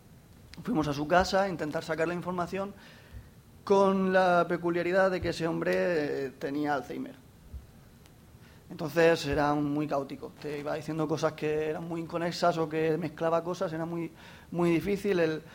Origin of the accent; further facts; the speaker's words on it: Jacarilla, Valencian Community, Spain; Me enteré que en mi pueblo, en Jacarilla, había un anciano que yo lo conocía de toda la vida.